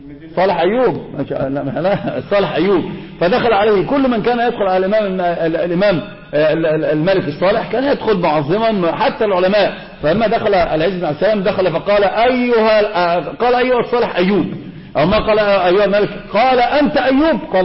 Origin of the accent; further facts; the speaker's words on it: Egypt; هذا منتشر عندنا في مصر